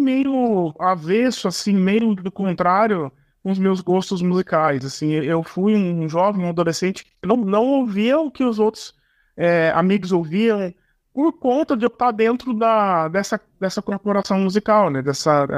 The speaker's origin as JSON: {"language": "Portuguese", "region": "São Paulo", "country": "Brazil", "lives_now": "Paraná, Brazil", "said": "que eu sou de São Paulo, mas aqui no Paraná não é tão comum"}